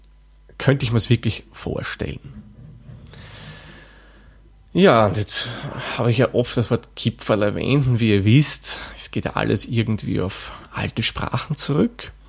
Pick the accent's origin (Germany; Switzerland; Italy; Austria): Austria; Lower Austria; In meiner Heimat im Waldviertel, vor allem in der Region, wo ich dann herkomme, also in der Stadt, wo ich herkomme